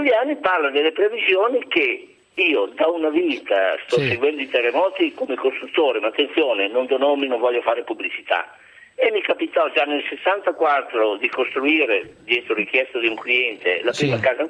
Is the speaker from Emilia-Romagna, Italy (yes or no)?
yes; Bologna, Emilia-Romagna, Italy; sono di Bologna, però i miei sono di Finale Emilia, conosco benissimo la zona.